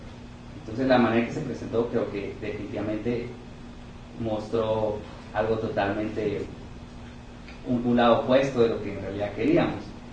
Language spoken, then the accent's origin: Spanish; Guatemala; Lo cual a mí, como guatemalteco, pues siempre me mantiene intranquilo el tener que depender tanto del extranjero